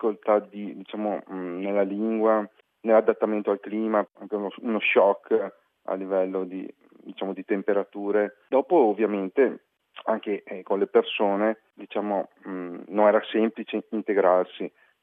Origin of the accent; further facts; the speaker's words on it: Veneto, Italy; born there; io sono nato in Italia, per la precisione in provincia di Treviso.